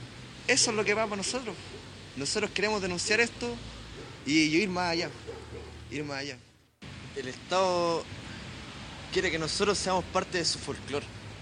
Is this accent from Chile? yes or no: yes; Chile; Nosotros no somos Chile, no somos chilenos, somos mapuches.